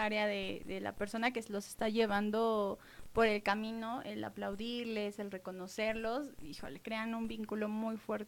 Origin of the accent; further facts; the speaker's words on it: Mexico City, Mexico; yo soy de Ciudad de México